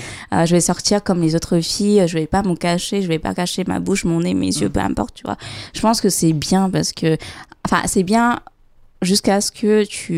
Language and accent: French; Vietnam; là, je parle en tant que vietnamienne, je sais qu'au Vietnam, les tatouages sont très mal vus